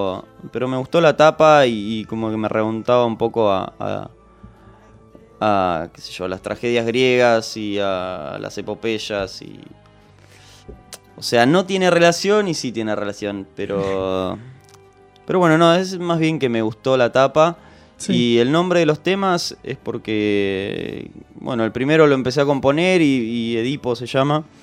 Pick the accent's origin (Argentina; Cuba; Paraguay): Argentina; Mar del Plata, Buenos Aires Province; moved away as an adult; now in La Plata, Argentina; Yo canto en una banda que se llama … que somos todos de Mar del Plata, que nos vinimos acá en La Plata en el 2009.